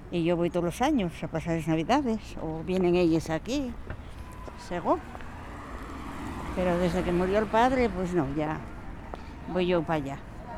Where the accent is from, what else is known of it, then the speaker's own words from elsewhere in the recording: La Pereda, Asturias, Spain; also born or lived in Brussels; soy de La Pereda, de la parte de Mieres, marché para Bruselas